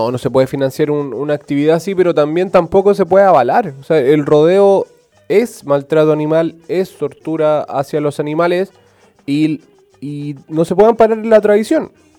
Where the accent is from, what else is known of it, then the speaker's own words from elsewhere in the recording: Chile; lo como somos como sociedad chilena